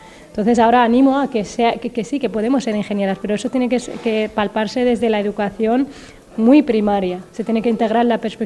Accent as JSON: {"language": "Spanish", "country": "Western Sahara", "said": "como saharaui, porque soy del Sahara Occidental y entonces nuestro país está ocupado por Marruecos."}